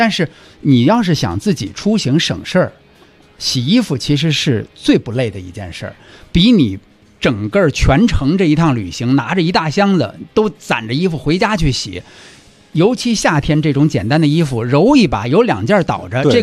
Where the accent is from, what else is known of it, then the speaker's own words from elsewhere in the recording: Beijing, China; 咱们北京话来讲就是老理儿、老规矩的